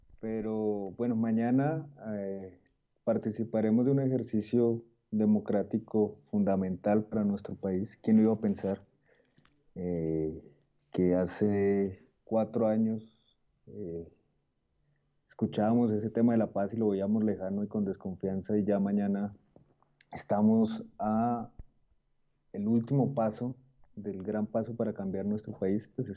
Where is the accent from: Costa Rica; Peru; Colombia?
Colombia; el día lunes como colombianos y colombianas tenemos que llevar a cabo la paz por la que votamos